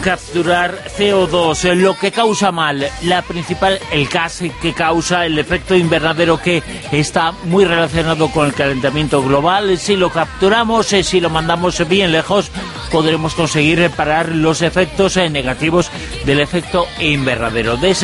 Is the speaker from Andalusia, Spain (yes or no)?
no; Zaragoza, Aragon, Spain; Yo soy de Zaragoza.